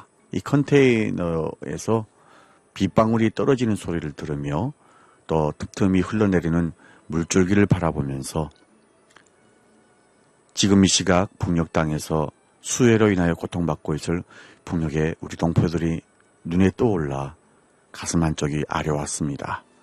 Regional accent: North Korea; now in Paju, South Korea; 저는 탈북민

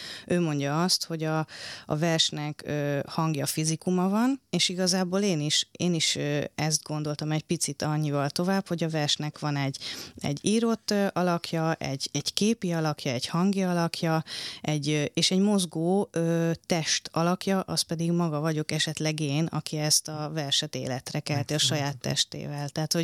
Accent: Sárvár, Vas, Hungary; én ugye Sárváról jövök, hát … városából

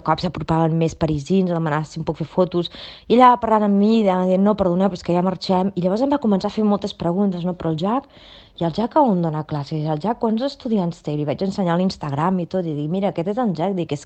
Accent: Barcelona, Catalonia, Spain; Diu, d'on ets? Dic, de Barcelona.

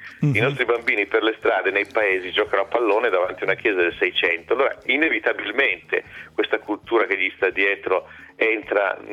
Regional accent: Turin, Piedmont, Italy; ma vengo da Torino, fa Torino, Torino vicino a Parigi, no, Torino in Italia, lontano da Parigi

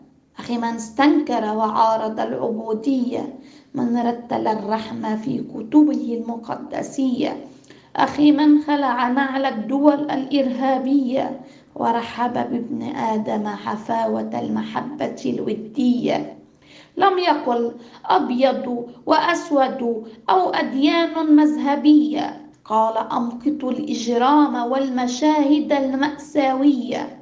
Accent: Sfireh, North Governorate, Lebanon; born there; يعني وكم أعتز باسمي الثلاثي الذي يحمل اسم الوالد المرحوم قدوتي ومثالي الأعلى، من لبنان بلد الجمال والثقافة. ومسقط رأسي السفيرة الضنية سفيرة العز والكرامة.

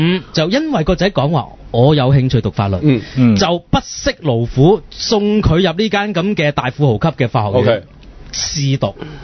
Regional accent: Hong Kong; 我哋香港人亦都要多謝波叔嘅

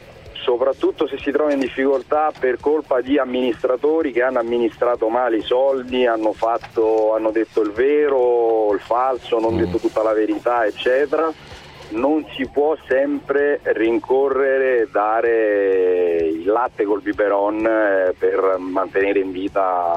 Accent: Rome, Lazio, Italy; No, io sono di Roma, vivo qua da parecchi

